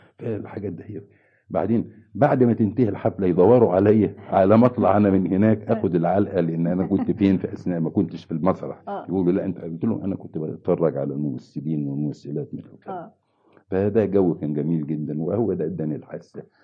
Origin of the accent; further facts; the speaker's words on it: Helwan, Cairo Governorate, Egypt; also born or lived in Tanta; وولدت في مدينة طنطا لكن ما بقتش فيها كتير. رجعنا يعني كان في ظروف صحية لوالدي، فخدنا كان يجب أن يستشفى في مدينة حلوان، فجينا مدينة حلوان.